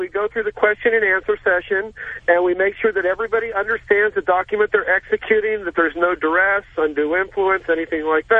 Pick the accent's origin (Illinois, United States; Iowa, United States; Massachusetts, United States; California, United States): California, United States; I'm a lawyer from Orange County, California, and I do divorce law.